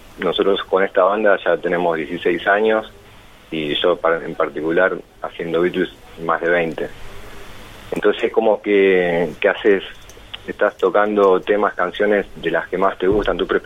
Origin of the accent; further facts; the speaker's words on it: Buenos Aires, Argentina; somos de Capital y acá, obviamente, en provincia de Buenos Aires